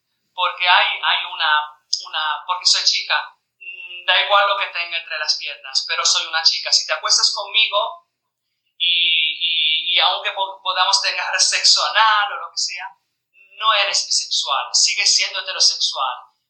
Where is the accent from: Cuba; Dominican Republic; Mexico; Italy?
Italy; Spanish is a second language; A ver, yo soy italiana.